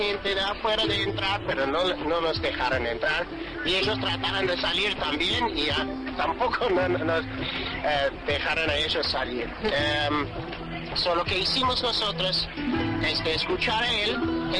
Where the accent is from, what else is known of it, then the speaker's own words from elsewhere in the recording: Ireland; Spanish is a second language; yo soy irlandés. Entonces, nosotros somos indígenas en nuestro propio país, pero yo no soy indígena aquí.